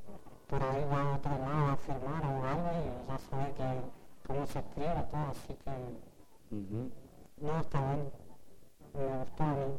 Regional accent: El Bolsón, Río Negro, Argentina; Sí, soy de acá del barrio. Así, soy de Bolsón. Creo que nací acá, sí.

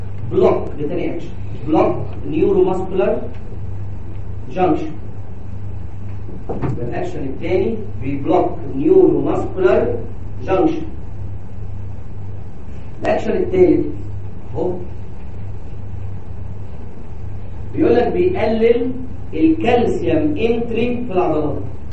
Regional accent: Egypt; عندنا في مصر جرأة شويه

